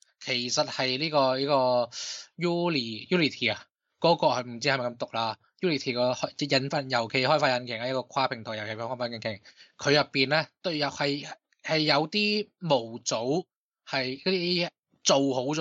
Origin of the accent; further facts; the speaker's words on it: Hong Kong; 我哋香港人嘅叫法就系抽佢水咧，